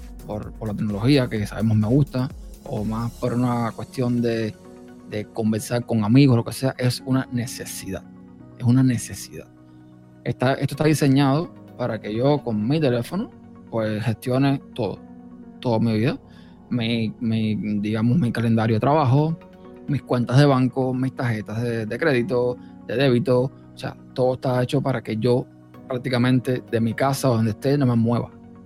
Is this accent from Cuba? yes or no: yes; Cuba; yo nací en un país desconectado completamente del mundo, Cuba, para el que no sepa. Si es que mi acento no se nota, yo soy cubano. Nací en un país desconectado prácticamente del mundo.